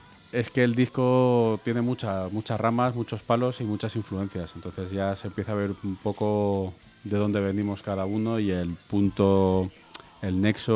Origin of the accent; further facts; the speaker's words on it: Valencian Community, Spain; Yo que soy valenciano